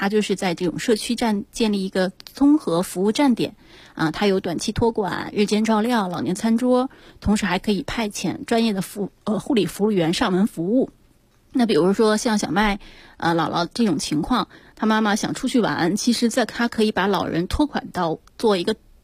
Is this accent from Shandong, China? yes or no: yes; Jinan, Shandong, China; 我的母亲其实她还在我的老家济南那边